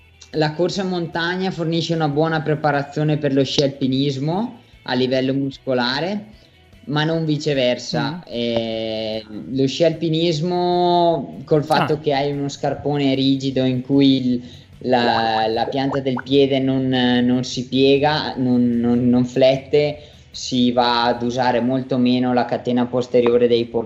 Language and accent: Italian; Vermiglio, Trentino-Alto Adige, Italy; nel mio paese di Vermiglio, che ha avuto un'alta percentuale di contagi